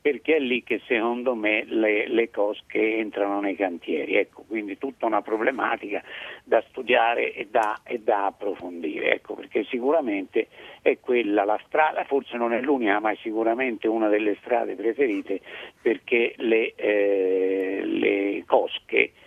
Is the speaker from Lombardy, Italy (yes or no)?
yes; Lombardy, Italy; come italiani e come lombardi